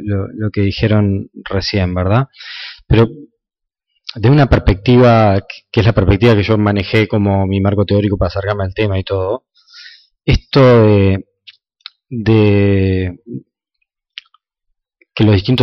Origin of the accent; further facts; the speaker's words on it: Uruguay; Y no es que somos los uruguayos seamos incapaces